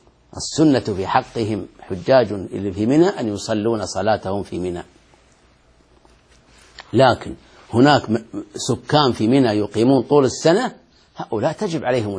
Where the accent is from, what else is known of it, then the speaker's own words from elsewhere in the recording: Bahrain; أنا شاهدته وأنا صغير آتيه في البحرين في المسجد الذي بجوار بيتي